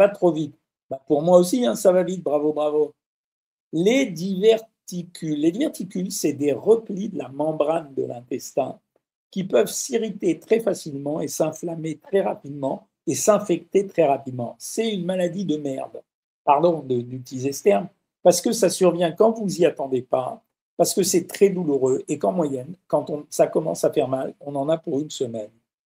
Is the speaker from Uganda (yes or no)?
no; Switzerland; Je suis Suisse, algérienne, musulmane, non pratiquante.